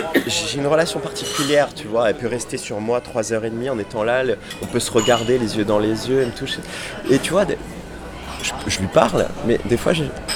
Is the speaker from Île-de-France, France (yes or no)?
no; Corsica, France; Parce que ben, chez nous en Corse, il y en a plein.